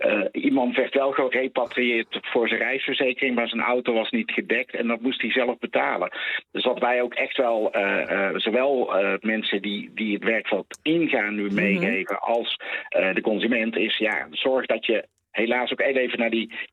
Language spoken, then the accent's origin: Dutch; Netherlands; niet alleen wij als Nederlanders, maar de hele wereld.